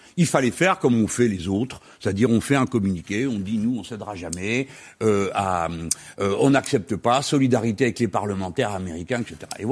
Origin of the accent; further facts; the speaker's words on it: France; Mais nous, les Français, nous avons le devoir de savoir ce que nous faisons.